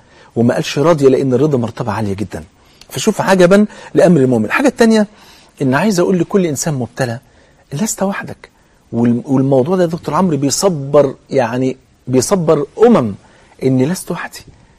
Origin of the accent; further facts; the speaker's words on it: Egypt; زي ما انا كده كمصري مثلا بلغه مصر